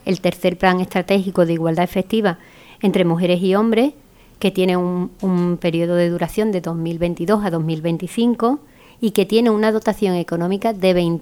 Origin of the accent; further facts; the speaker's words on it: Andalusia, Spain; nosotras como buenas andaluzas la empezamos con Jaleo